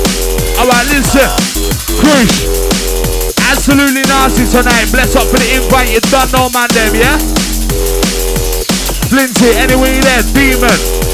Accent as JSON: {"language": "English", "region": "London", "country": "United Kingdom", "tie": "born or raised there", "said": "Dirty East End, we're from the Dirty East End."}